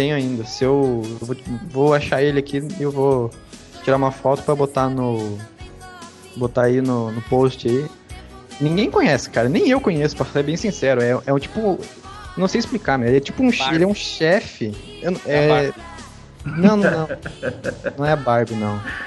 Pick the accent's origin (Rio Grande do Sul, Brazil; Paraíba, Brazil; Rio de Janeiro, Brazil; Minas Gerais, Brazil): Rio Grande do Sul, Brazil; Depois eu que sou gaúcho, né, cara?